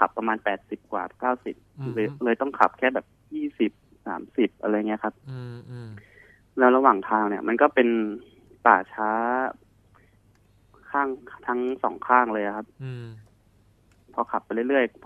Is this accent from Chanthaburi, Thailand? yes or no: yes; Chanthaburi, Thailand; also born or lived in Nakhon Pathom; คือผมเนี่ยเป็นคนที่เกิดที่นครปฐมนะครับ